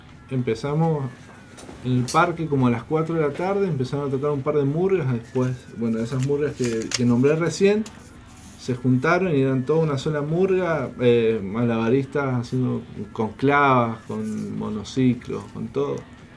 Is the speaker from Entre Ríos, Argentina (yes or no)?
no; San Juan, Argentina; si somos los artistas sanjuaninos. Somos los actores culturales de la provincia